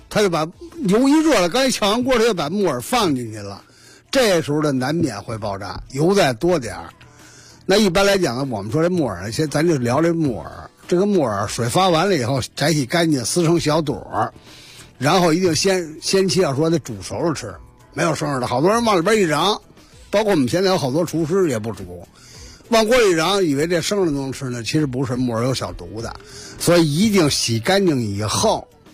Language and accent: Chinese; Beijing, China; 这我们北京人的好吃极了